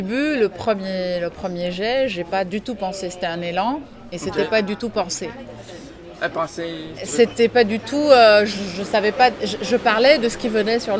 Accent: Lebanon; Au Liban, j'ai, par exemple, en tant que Libanaise

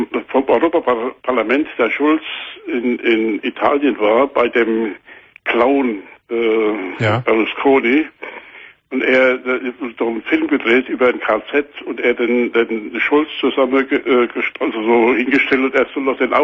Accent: Aschaffenburg, Bavaria, Germany; Ich komme aus Aschaffenburg oben

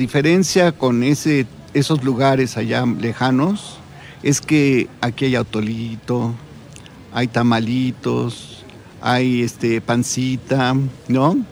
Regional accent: Mexico City, Mexico; born there; now in Amecameca, Mexico; Yo nací en la Ciudad de México, pero hace precisamente esos 18 años me vine a vivir acá

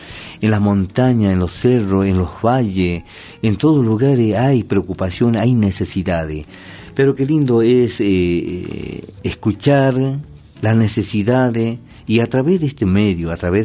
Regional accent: Argentina; como ciudadano argentino, como pueblos originarios, nativos

